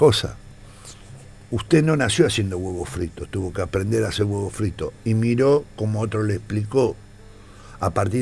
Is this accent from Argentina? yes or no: yes; Argentina; Somos argentinos.